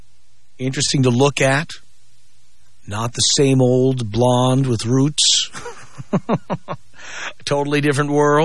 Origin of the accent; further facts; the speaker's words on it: United States; I mean, I am American. As much as I love dating women from other countries, I am American.